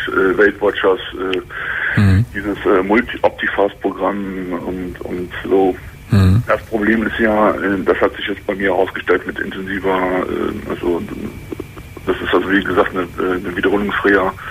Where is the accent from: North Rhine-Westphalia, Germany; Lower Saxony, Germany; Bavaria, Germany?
North Rhine-Westphalia, Germany; Cologne; aber ich komme aus Köln